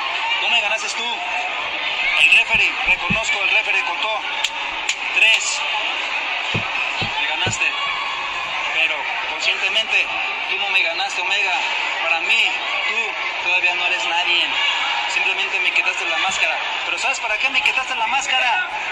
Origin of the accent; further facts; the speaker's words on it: Bajacuarán, Michoacán, Mexico; soy originario de Bajacuarán, Michoacán, ¿sí?